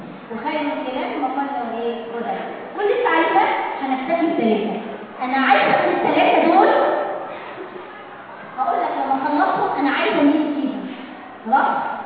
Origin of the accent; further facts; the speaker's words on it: Egypt; الدليل على كده عندنا في مصر المدرسه الشامله